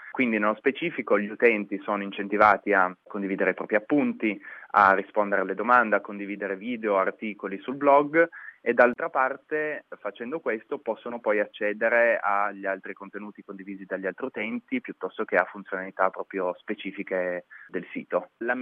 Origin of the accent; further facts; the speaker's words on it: Turin, Piedmont, Italy; Poi io sono di Torino, quindi abbiamo iniziato da quelle di Torino.